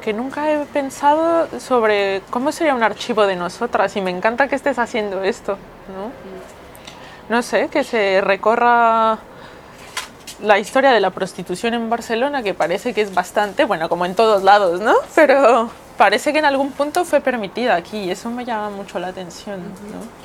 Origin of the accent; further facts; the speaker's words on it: Mexico City, Mexico; soy dominatrix profesional, vengo de la Ciudad de México, tengo 31 años